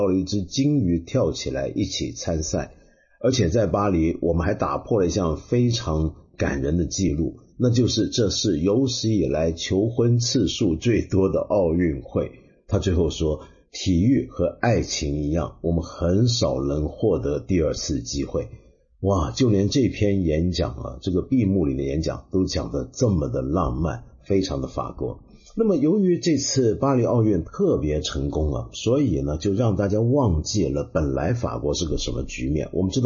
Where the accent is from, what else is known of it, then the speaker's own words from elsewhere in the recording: China; 我说的就是我们中国人很熟悉